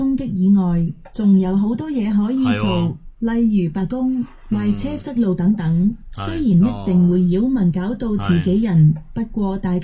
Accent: Hong Kong; 认识香港都唔错、我土生土长都未去过所有地铁

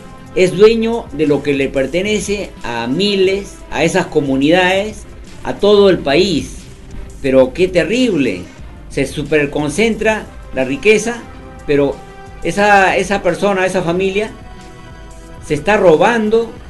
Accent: Peru; a mi pueblo peruano les digo

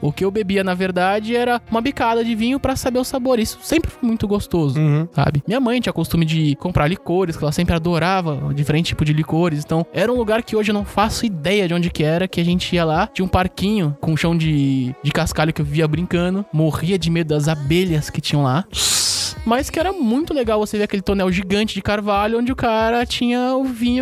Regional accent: São Paulo, Brazil; eu sou de São Paulo, capital.

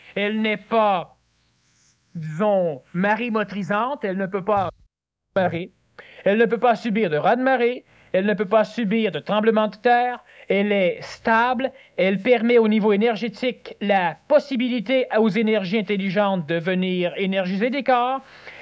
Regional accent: Quebec, Canada; Je suis né Québécois parce que c'est une terre privilégiée.

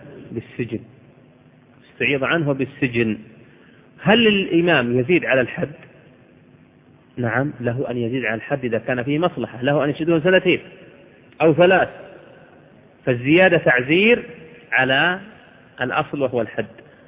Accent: Al-Qassim, Saudi Arabia; يذكرون عن أحد العلماء عندنا في القصيم

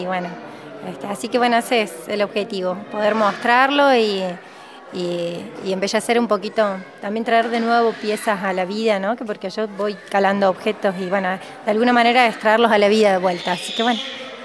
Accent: Cosquín, Córdoba, Argentina; soy de Cosquín y actualmente vivo en Cosquín también.

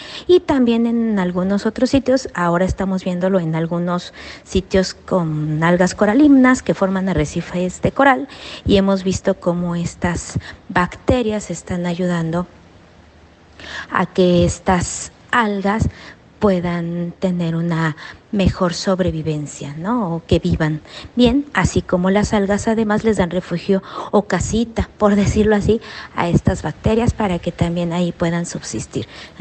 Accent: Mexico City, Mexico; tengo 44 años. Soy de la Ciudad de México

